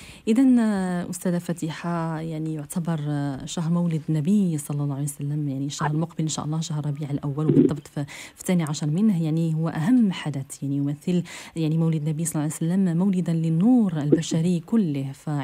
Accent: Morocco; من هذا الأجواء الاحتفال اللي كنعيشها كمغاربة

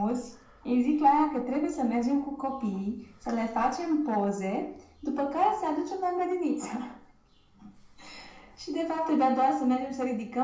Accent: Romania; fost la grădiniță și era o româncă acolo care nu știe deloc germană. Și când m-a văzut că am intrat, știe că sunt româncă.

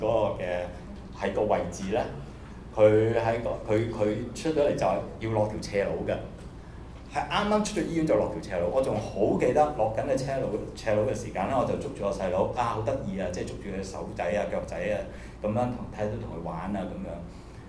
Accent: China; 我哋中國人可能都好多時候會講啲嘢

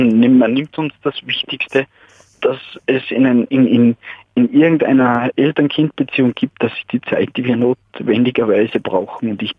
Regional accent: Salzburg, Austria; now in Vienna, Austria; Ich bin ein Salzburger, nur ich bin wegen meiner Frau nach Wien gezogen

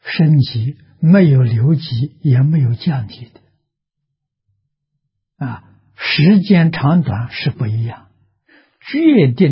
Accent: China; 在我们中国人看起来，鸠摩罗什大师的本子啊，就像中国人写的文章一样，很适合我们的口味啊

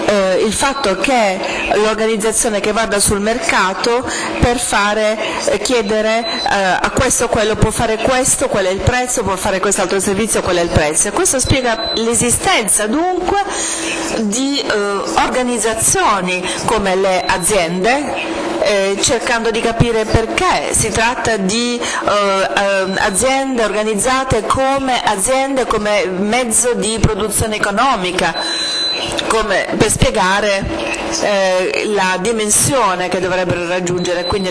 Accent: England, United Kingdom; Italian is a second language; vengo dall'Inghilterra, come potete sentire

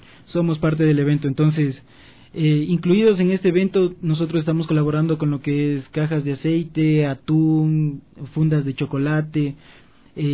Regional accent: Ecuador; para ayudarnos entre nosotros como país ecuatorianos que somos nosotros también.

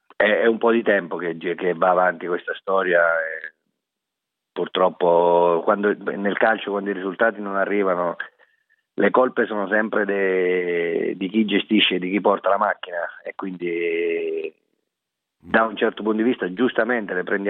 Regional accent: Pescara, Abruzzo, Italy; siccome sono di Pescara, sono nato a Pescara e tengo a cuore le sorti della mia città

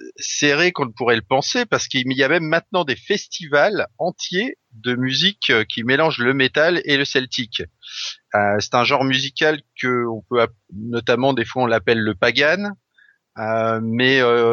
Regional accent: Brittany, France; d'autant plus que j'ai grandi en Bretagne une partie de ma jeunesse.

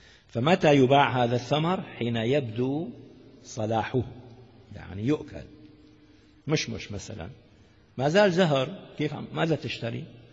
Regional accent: Damascus, Damascus Governorate, Syria; عندنا في الشام يعني معروف هذا ضواحي الشام، شيء اسمه الضمان

